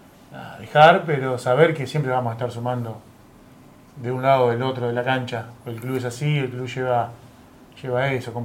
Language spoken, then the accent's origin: Spanish; Lobos, Buenos Aires Province, Argentina; yo vine de Lobos a los 16 por los torneos bonaerenses y de ahí ya no pude dejar más hasta hoy, hasta los 39.